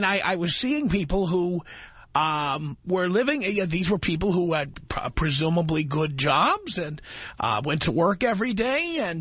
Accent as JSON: {"language": "English", "country": "United States", "said": "Because I'm an American. I've lived in this country for 51 years."}